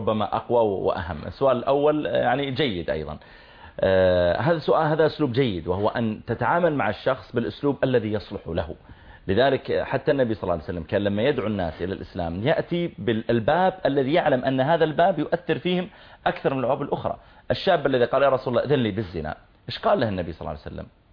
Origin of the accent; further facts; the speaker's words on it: Saudi Arabia; أنت من وين جئت؟ قلت أنا من from Saudi Arabia.